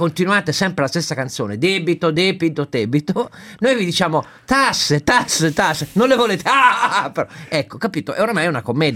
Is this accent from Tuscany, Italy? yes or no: no; Turin, Piedmont, Italy; Nel quartiere dove sono cresciuto io, a Torino, con la Mirafiori Nord